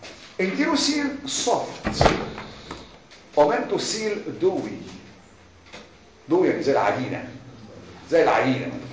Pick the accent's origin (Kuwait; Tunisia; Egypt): Egypt; لكن احنا عندنا في مصر شعبنا ما بيحبش العمليات.